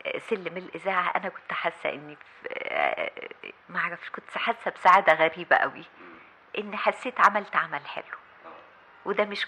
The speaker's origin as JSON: {"language": "Arabic", "country": "Egypt", "said": "المسؤولية كواحدة كمصرية عايشة في البلد"}